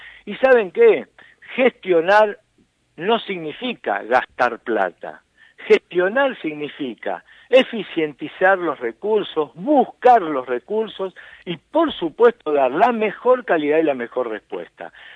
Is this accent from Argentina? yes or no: yes; Cuartel V, Buenos Aires Province, Argentina; Yo soy de Cuartel Quinto